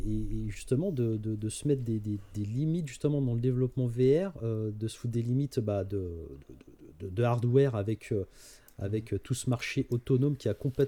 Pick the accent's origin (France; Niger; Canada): France; on se paluche en tant que Français dessus